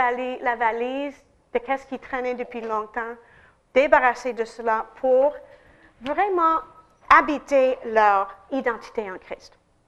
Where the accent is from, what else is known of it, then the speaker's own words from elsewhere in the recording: United States; French is a second language; Alors, en tant qu'Américaine, je ne me sens pas étrangère.